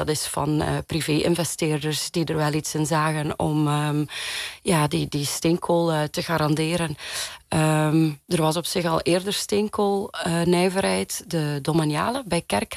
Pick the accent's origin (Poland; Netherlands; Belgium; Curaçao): Belgium; Flanders; En ik kom uit Vlaanderen